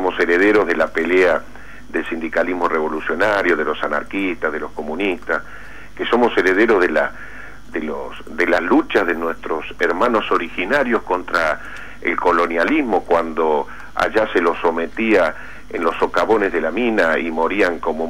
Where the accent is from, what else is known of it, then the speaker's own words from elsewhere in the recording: Río Cuarto, Córdoba, Argentina; El título de ayer en mi pueblo, en Río Cuarto